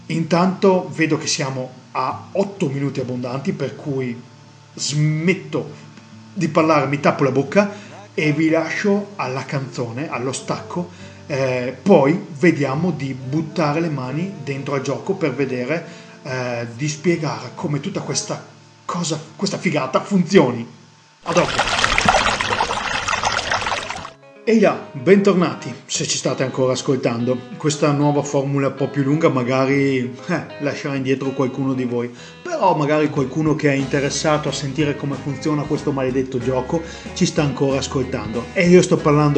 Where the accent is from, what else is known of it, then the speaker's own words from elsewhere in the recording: Verona, Veneto, Italy; Ah, sono di Verona, Veneto